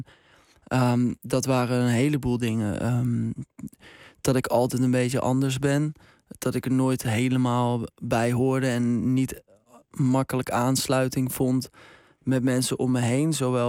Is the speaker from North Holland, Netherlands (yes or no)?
yes; North Holland, Netherlands; Ik kom uit Baren, hier redelijk dichtbij.